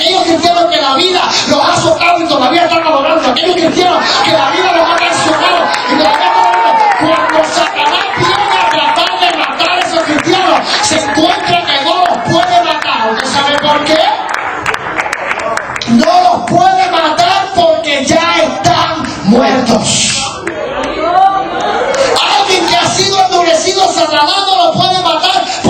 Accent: New York, United States; Yo vengo de Nueva York, ¿sí? Yo vengo de Nueva York.

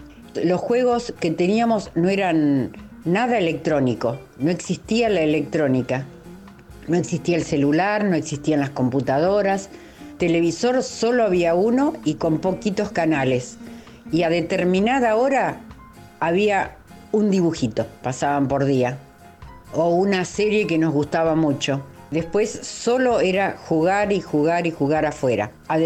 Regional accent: Lobos, Buenos Aires Province, Argentina; soy de Lobos y nacida en Lobos.

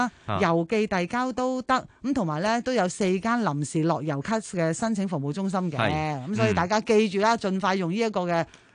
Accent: Hong Kong; 我哋香港人

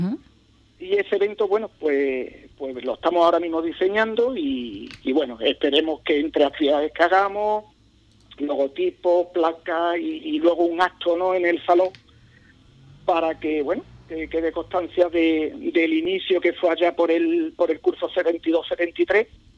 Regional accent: Madrid, Community of Madrid, Spain; born there; yo nací, mis padres son de Ubrique, ¿no? Yo nací en Madrid por cuestiones laborales de ellos

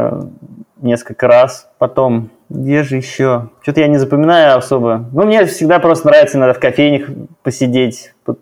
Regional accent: Kazan, Tatarstan, Russia; Ну, я коренной казанец, поэтому в целом, конечно, сложно мне сравнивать, сопоставлять с другими городами.

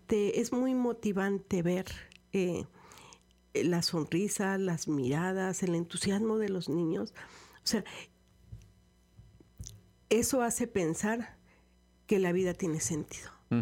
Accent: Orizaba, Veracruz, Mexico; Sí, yo soy de Orizaba, pueblo mágico. Pueblo mágico.

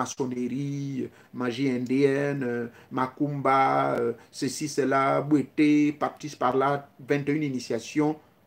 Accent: Gabon; Chez nous, au Gabon, on m'a appris

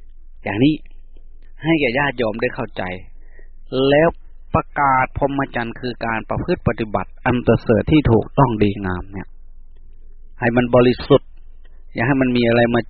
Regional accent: Isan, Thailand; พูดภาษาบ้านเราอีสาน

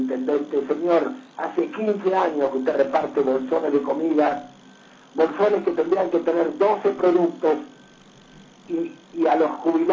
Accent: Argentina; Yo creo que a esta altura tenemos que decir, somos argentinos, todos somos iguales.

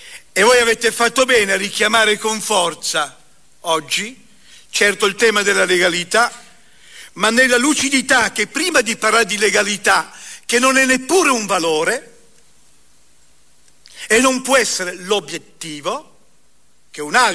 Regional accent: Pieve di Cadore, Veneto, Italy; moved away; also born or lived in Naples / Turin; io sono un veneto, nato sulle montagne a Pieve di Cadore, immigrato poi con la mia famiglia prima Napoli, poi Torino.

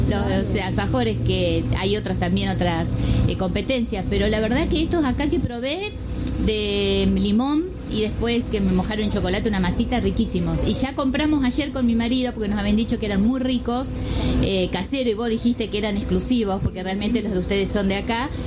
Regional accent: Santa Fe, Argentina; de Ciudad de Santa Fe, provincia de Santa Fe, Ciudad de Santa Fe, capital.

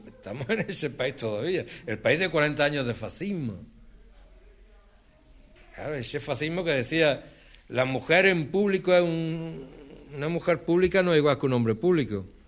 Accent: Granada, Andalusia, Spain; Yo ayer estuve en Granada, yo soy de Granada, ¿no?

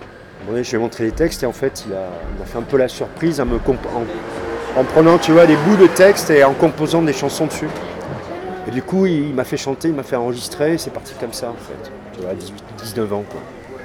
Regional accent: Occitanie, France; now in Paris, France; Ça fait une vingtaine d'années que je vis à Paris. Mais je suis né, j'ai grandi dans le sud-ouest de la France.

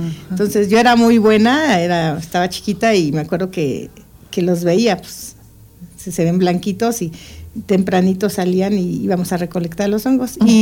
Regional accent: Iztapalapa, Mexico City, Mexico; mi papá es nativo de Iztapalapa, yo soy de Iztapalapa

